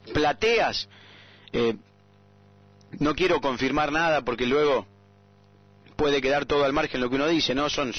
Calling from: Comodoro Rivadavia, Chubut, Argentina; de Comodoro

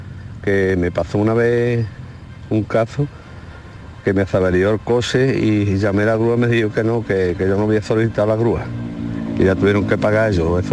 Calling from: Jerez, Andalusia, Spain; de Jerez.

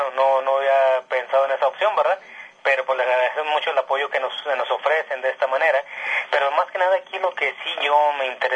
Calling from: Zacatecas, Mexico; En el estado de Zacatecas, pero estoy en un lugar entre lo que es Guadalajara y Zacatecas, en el centro, en la sierra.

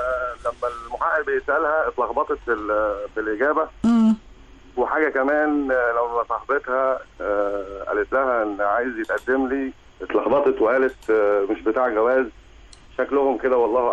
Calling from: Cairo, Cairo Governorate, Egypt; من القاهره.

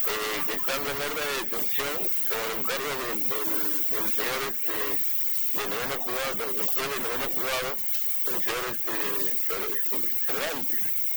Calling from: Callao, Peru; De aquí, de allá del Cercado.

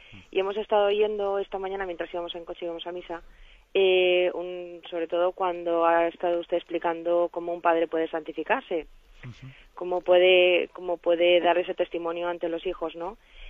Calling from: Valencia, Valencian Community, Spain; de Valencia.

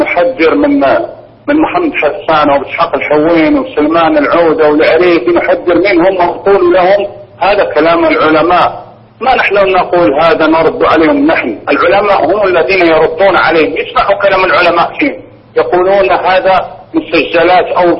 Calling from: Morocco; هنا عندنا في المغرب

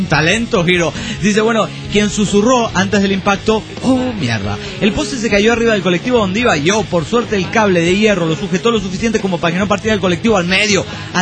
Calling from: Hermosillo, Sonora, Mexico; de Hermosillo, Sonora, México.

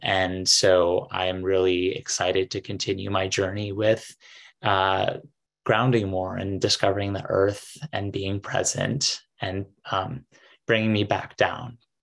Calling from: New York, United States; I'm calling in from New York.

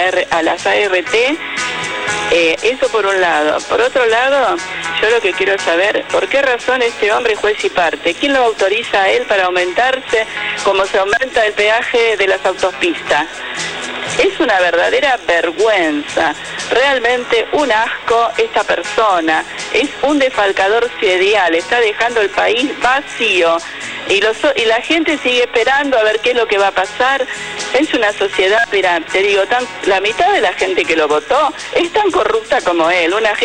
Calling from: Olivos, Buenos Aires Province, Argentina; de Olivos.

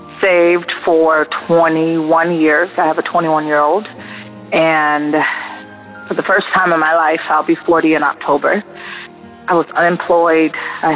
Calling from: West Palm Beach, Florida, United States; I'm calling from South Florida, out here in West Palm Beach.

